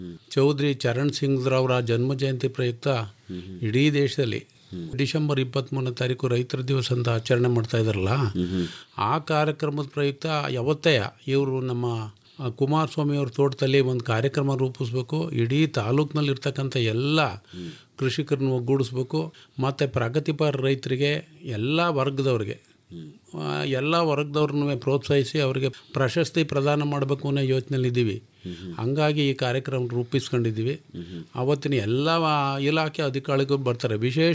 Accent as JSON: {"language": "Kannada", "town": "Bidrahalli", "region": "Karnataka", "country": "India", "said": "Sir, ನಾವು ಕಿಕ್ಕೇರಿ ಪಕ್ಕ ಬಿದ್ರಳ್ಳಿಯವರು. ನಾನು ಒಬ್ಬ ಕೃಷಿಕ."}